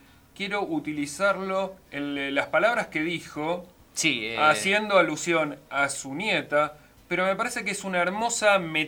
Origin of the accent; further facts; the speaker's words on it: Argentina; Tener que decirlas, nos duele como argentinos.